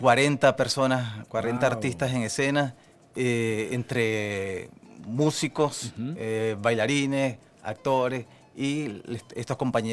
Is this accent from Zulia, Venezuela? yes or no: yes; Maracaibo, Zulia, Venezuela; somos un grupo de artistas que venimos de Maracaibo a hacer otras cosas acá